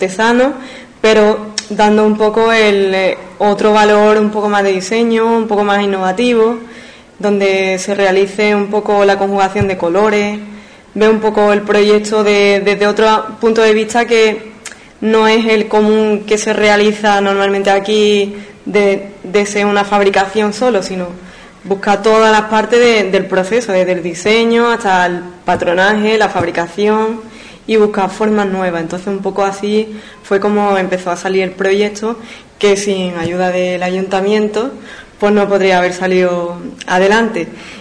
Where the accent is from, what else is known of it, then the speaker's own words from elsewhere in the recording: Ubrique, Andalusia, Spain; soy de Ubrique y bueno, pues después de una larga estancia de estudio relacionado con el diseño, la moda, la piel